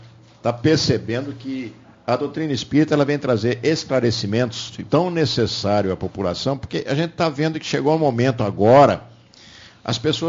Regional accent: Leme, São Paulo, Brazil; moved away; Eu sou lá perto de você, lá de Leme, a minha cidade, quando eu saí de Leme, em 1959, ela tinha 14 mil

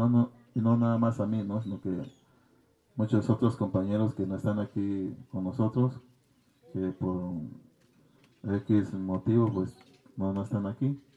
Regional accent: Ayutla de los Libres, Guerrero, Mexico; Yo soy del municipio de Ayutla de los Libres Guerrero, ni tan libre porque estoy un preso

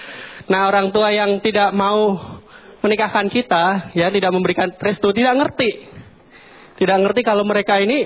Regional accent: Makassar, South Sulawesi, Indonesia; Saya Makassar, dari Makassar.

